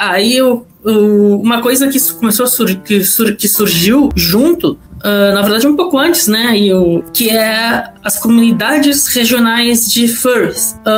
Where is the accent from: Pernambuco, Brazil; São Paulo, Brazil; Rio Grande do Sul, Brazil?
Rio Grande do Sul, Brazil; Pelotas; now in Porto Alegre, Brazil; Sou do Rio Grande do Sul, nascido e criado em Pelotas, mas hoje eu moro em Porto Alegre.